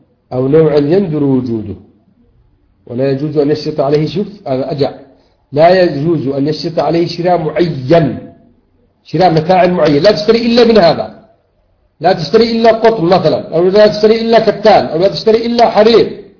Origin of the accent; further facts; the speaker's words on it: Yemen; now in Saudi Arabia; لأن أنا يمني ومن حقي أن أقول هذا الكلام